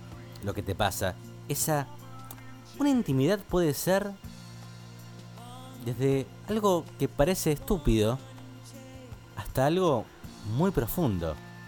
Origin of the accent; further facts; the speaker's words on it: Santa Fe, Argentina; Y los escucho desde hace un mes desde mi provincia natal, que es Santa Fe. Más precisamente, Santa Fe Capital.